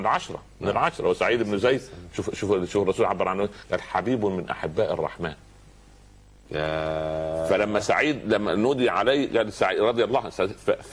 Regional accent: Upper Egypt, Egypt; يقول عندنا في الصعيد على القدر برمه

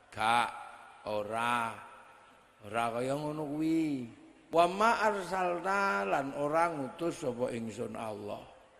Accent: Cirebon, West Java, Indonesia; Saya ini orang Jawa, Jawa Cirebon.

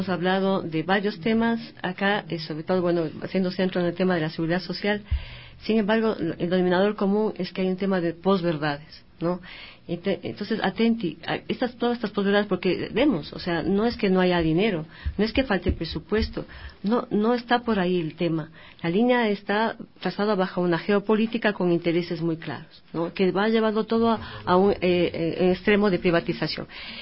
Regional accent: Ecuador; los consumidores que somos los ecuatorianos y las ecuatorianas

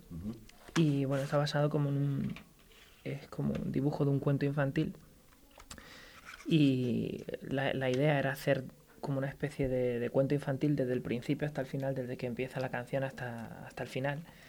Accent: Málaga, Andalusia, Spain; Yo soy de Málaga. Mi madre es francesa, ajá, mi padre es español.

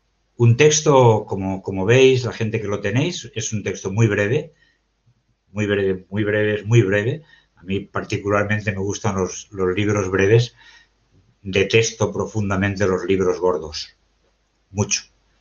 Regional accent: Valencian Community, Spain; soy de Valencia, estoy aquí en mi pueblo.

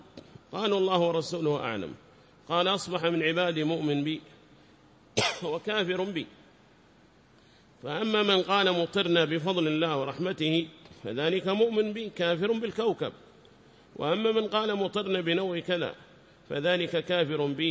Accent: Yemen; هذا كان يقرر عندنا في بلادنا اليمن، بلاد الإيمان والإيمان

